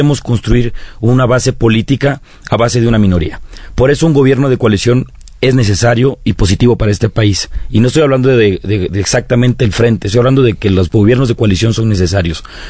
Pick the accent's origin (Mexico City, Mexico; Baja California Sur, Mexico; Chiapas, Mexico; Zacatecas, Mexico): Chiapas, Mexico; Tonalá; soy originario de Chiapas, de la costa chiapaneca, de allá del distrito 7 de Tonalá